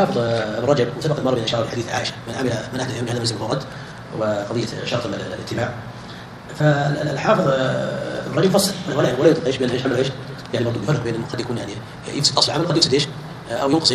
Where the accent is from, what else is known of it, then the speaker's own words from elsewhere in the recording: India; Arabic is a second language; احنا نعرف القران يوصل اللي طلعوا عندنا في الهند